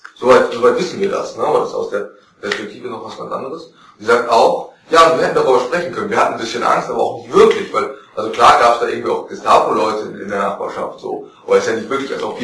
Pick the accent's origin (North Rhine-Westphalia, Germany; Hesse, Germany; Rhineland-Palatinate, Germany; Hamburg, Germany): North Rhine-Westphalia, Germany; Ach genau, ich komme aus Westfalen.